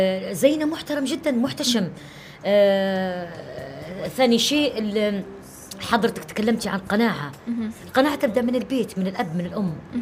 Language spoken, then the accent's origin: Arabic; Benghazi, Libya; مولودة في بنغازي وبنت بنغازي